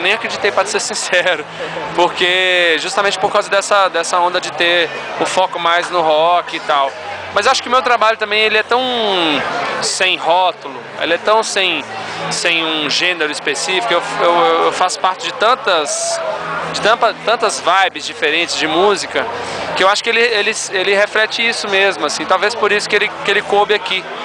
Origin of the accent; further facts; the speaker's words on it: Minas Novas, Minas Gerais, Brazil; now in Belo Horizonte, Brazil; Na verdade eu sou do Vale de Quitonha, de uma cidade que chama Minas Novas, mas me sinto Belo Horizontino porque já tem alguns anos que eu moro lá, mas o coração, né, fica sempre remetendo ao interior, à infância.